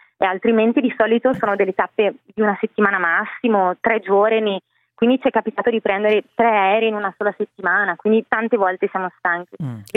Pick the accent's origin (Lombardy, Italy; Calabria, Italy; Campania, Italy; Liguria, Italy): Lombardy, Italy; Bergamo; anche lei della stessa città da cui vengo io, che è Bergamo, perché sono originaria di Bergamo